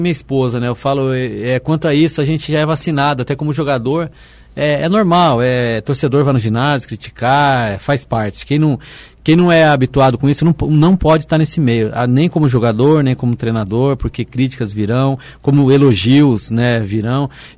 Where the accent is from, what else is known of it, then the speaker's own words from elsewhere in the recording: Foz do Iguaçu, Paraná, Brazil; Ainda hoje tenho os parentes meus que moram na cidade de Foz do Iguaçu, então eu tenho uma ligação muito grande à cidade, né, onde eu fui criado